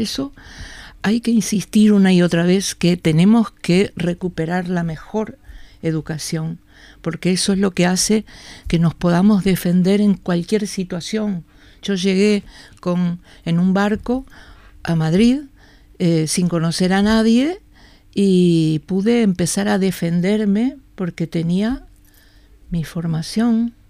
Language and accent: Spanish; Montevideo, Uruguay; yo soy del Prado, vivía con mis padres y un hermano en la calle, Camino Castro se llamaba, Castro y Millán, o sea, casi enfrente de lo que se llegó a llamar el Prado Chico.